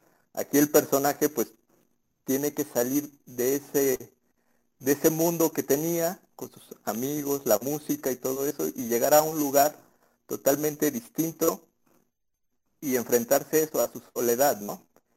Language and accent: Spanish; Tula, Hidalgo, Mexico; yo soy de Tula, y pues en la secundaria hubo mucho un movimiento, no sé, de música de metal, ¿no?